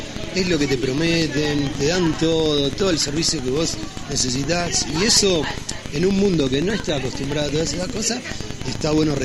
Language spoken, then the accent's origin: Spanish; Rosario, Santa Fe, Argentina; yo vengo de Rosario.